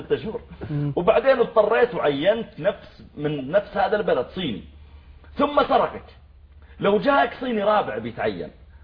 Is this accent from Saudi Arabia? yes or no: yes; Saudi Arabia; قلت والله أنا I'm from سعودية عربية